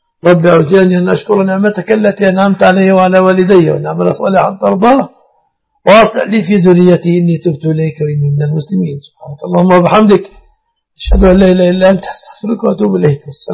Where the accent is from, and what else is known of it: Egypt